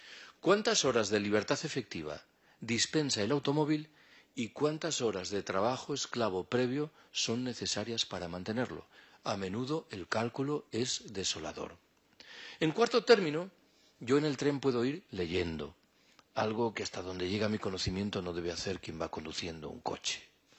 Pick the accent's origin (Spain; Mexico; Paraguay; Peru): Spain; Galicia; yo soy gallego. En Galicia hay un proyecto muy avanzado de construcción.